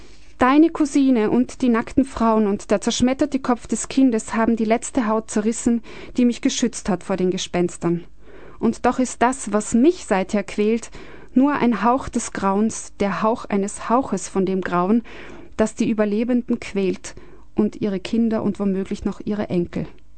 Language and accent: German; Austria; Ich bin als Österreicherin aufgewachsen